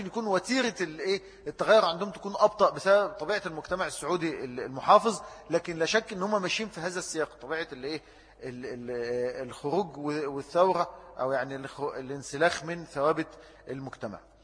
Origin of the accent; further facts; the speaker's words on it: Egypt; يعني الفكر الليبرالي لما جه عندنا في مصر